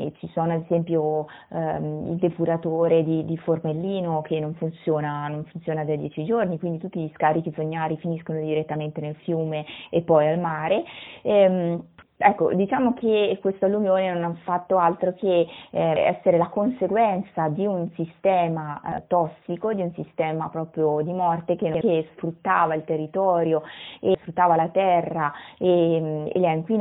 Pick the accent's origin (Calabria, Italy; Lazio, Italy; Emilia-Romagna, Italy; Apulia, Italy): Emilia-Romagna, Italy; Faenza; e sono di Faenza